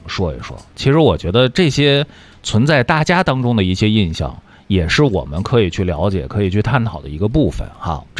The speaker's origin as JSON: {"language": "Chinese", "town": "Xinxiang", "region": "Henan", "country": "China", "tie": "born or raised there", "said": "这也是把给我们的新乡孩子们埋下了一颗摇滚种子的一颗算是小星火"}